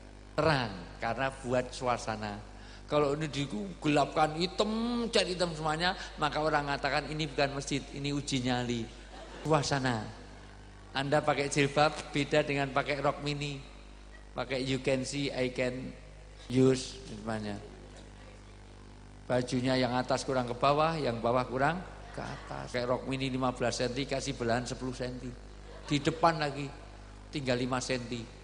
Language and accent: Indonesian; Yogyakarta, Special Region of Yogyakarta, Indonesia; saya dari Jogja.